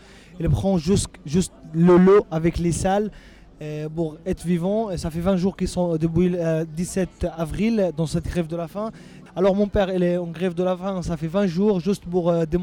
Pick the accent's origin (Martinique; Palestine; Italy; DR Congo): Palestine; Jerusalem; je suis avocat, et je suis palestinien, je viens de Jérusalem.